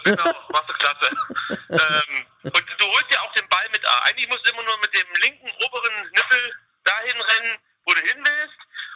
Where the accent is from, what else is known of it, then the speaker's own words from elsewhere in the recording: East Germany, Germany; ich bin aus der DDR, wir frisieren immer unsere